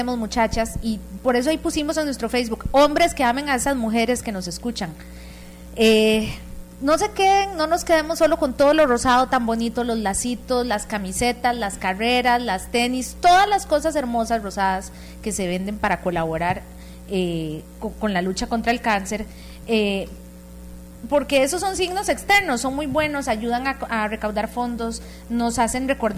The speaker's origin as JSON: {"language": "Spanish", "country": "Costa Rica", "said": "cómo somos las mujeres costarricenses en términos de verdadera valoración de nuestra salud"}